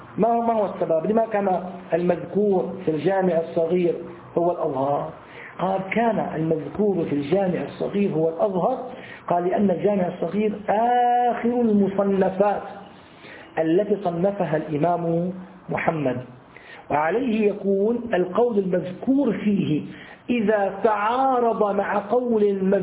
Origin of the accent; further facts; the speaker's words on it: Syria; عندنا في الشام يسمى أبو بريس،